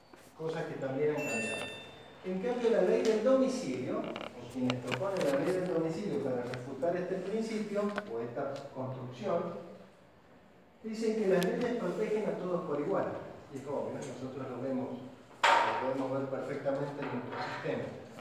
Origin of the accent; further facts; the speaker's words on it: Argentina; ya somos todos argentinos. Porque si nosotros tuvimos un abuelo turco, un abuelo italiano, un abuelo español, o un bisabuelo ya, yo creo que soy de los más chicos que tenía abuelo